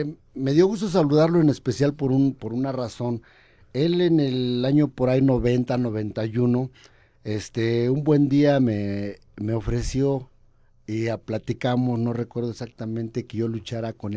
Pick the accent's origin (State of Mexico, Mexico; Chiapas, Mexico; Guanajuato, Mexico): State of Mexico, Mexico; Naucalpan; now in Querétaro, Mexico; Yo vivo en Querétaro, sí. Ya tengo 18 años viviendo en Querétaro. Yo nací en Querétaro, pero de muy chavito me fui a vivir al distrito, al estado de México.